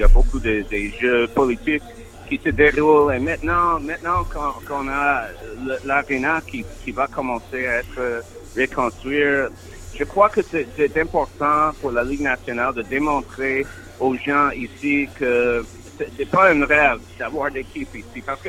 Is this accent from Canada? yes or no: yes; Quebec City, Quebec, Canada; also born or lived in Montreal; Moi, je suis natif de Québec.